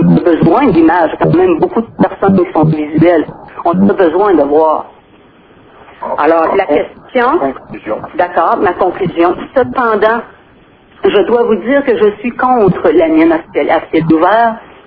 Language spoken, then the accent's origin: French; Malartic, Quebec, Canada; J'étais tellement fière de dire, nous autres, chez nous, à Malartic